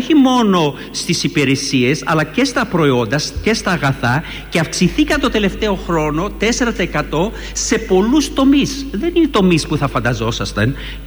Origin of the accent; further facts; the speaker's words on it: United Kingdom; Εγώ, όπως ξέρετε, μεγάλωσα στη Βρετανία.